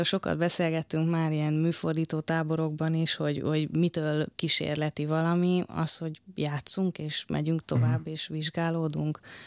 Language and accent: Hungarian; Sárvár, Vas, Hungary; én ugye Sárváról jövök, hát … városából